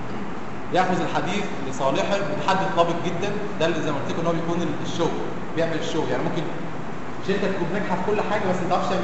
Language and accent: Arabic; Egypt; بنقول عليه احنا كمصريين اسمه المدد